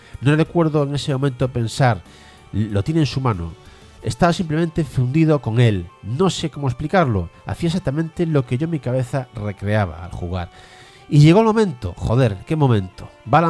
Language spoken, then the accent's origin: Spanish; Galicia, Spain; now in Madrid, Spain; Soy un gallego viviendo en Madrid